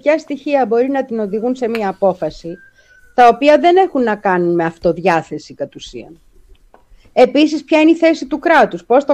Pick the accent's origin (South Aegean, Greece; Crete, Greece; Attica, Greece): Attica, Greece; Petroupoli; σαν παιδί, μεγάλωσα στην Πετρούπολη, σε μια λαϊκή γειτονιά